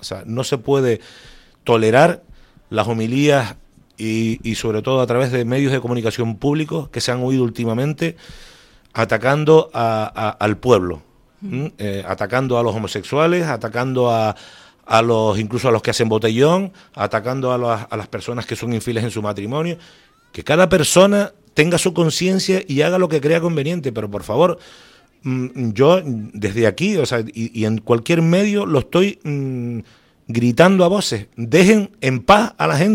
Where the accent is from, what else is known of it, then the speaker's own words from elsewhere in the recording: Canary Islands, Spain; Yo reconozco que soy un velerito canario.